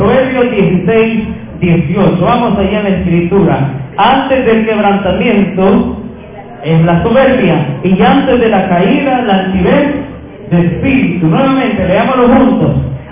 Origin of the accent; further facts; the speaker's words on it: El Salvador; Como buenos salvadoreños, como malos salvadoreños.